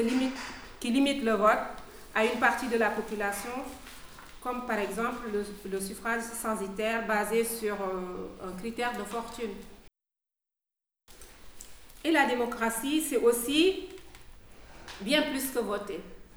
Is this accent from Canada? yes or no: no; Overseas France, France; born there; je tenais à le dire parce que je suis née en Outre-mer